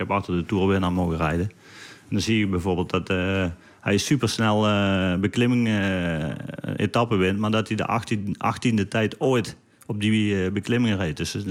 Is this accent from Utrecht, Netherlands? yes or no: no; Limburg, Netherlands; Als Nederlander de Amstel Gold Race winnen is al speciaal. Maar als Limburger maakt het nog specialer natuurlijk. En voor mij was mijn trainingsgebied.